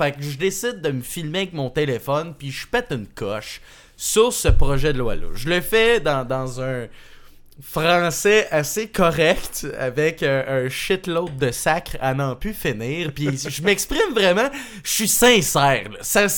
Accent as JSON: {"language": "French", "town": "Sainte-Martine", "region": "Quebec", "country": "Canada", "said": "moi je viens de la campagne, je viens de Sainte-Martine, qui est comme un peu plus loin que Châteauguay, l'autre bord du pont Mercier, là, dans le fin fond du trou du cul du monde entier"}